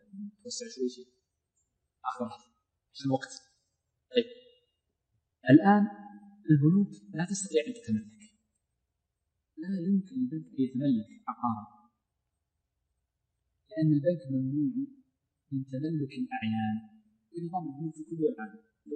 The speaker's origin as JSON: {"language": "Arabic", "country": "Saudi Arabia", "said": "المملكة عندنا في السعودية"}